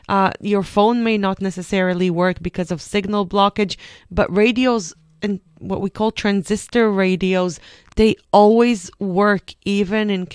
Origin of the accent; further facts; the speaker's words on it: Israel; I'm coming from Israel, so we have it everywhere.